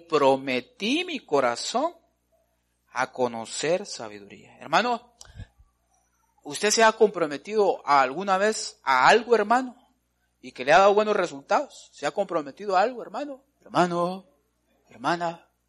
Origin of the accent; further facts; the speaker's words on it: Guatemala; uno de los defectos, le podría decir nuestros, como latinoamericanos, como guatemaltecos, es de que no somos dedicados.